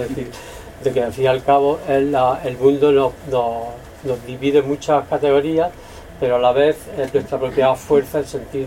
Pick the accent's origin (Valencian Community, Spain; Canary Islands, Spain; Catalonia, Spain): Valencian Community, Spain; Valencia; vengo también de Valencia otra vez, donde de niño era de los pocos sitios donde veíamos vedette, ¿no?